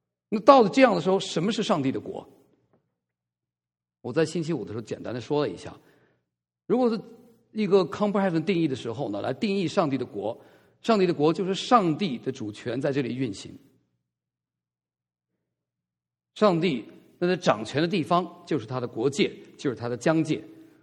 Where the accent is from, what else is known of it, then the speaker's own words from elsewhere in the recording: China; 当我们在大陆长大的孩子，我很不喜欢人做君王